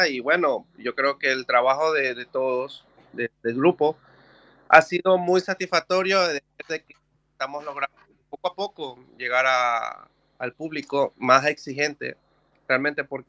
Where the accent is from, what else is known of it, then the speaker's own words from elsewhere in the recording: Ecuador; now in Barcelona, Spain; Bueno, yo realmente soy de Ecuador y yo vine acá por tener algo mucho mejor, pero sin dejar la música.